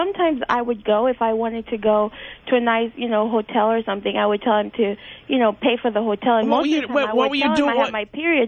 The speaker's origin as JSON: {"language": "English", "region": "New York", "country": "United States", "said": "But I'm from New York, but I used to go up there"}